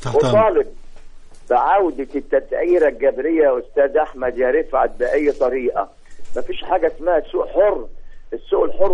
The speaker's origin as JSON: {"language": "Arabic", "town": "Mansoura", "region": "Dakahlia", "country": "Egypt", "said": "في عندنا في المنصوره في إكشاك في الدراسات مكتوب عليها التموين"}